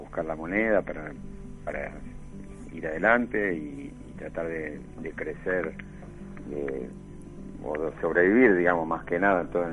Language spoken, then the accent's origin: Spanish; Bernal, Buenos Aires Province, Argentina; yo soy de Quilmes, de Bernal, en realidad, originario.